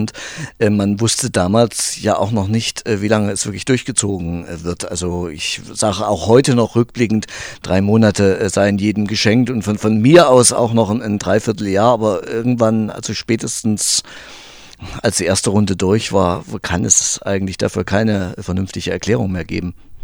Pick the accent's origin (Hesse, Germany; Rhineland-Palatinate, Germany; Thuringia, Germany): Thuringia, Germany; Ich bin ja aus Thüringen